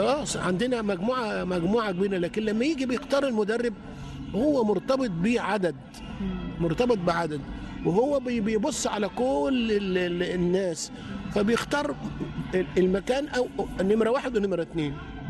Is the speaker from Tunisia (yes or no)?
no; Egypt; احنا عندنا في مصر كان زمان كان عندنا واحد ولا اتنين بكتير خالص